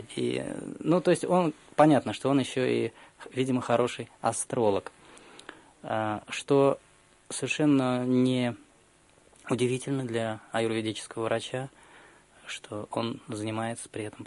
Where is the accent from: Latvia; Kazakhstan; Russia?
Russia; когда он узнал, что мы из России